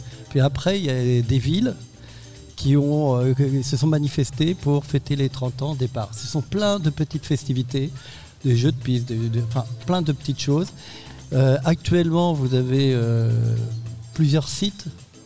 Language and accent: French; Brittany, France; c'était à Saint-Malo, puisque je suis breton, et c'est à côté de chez moi.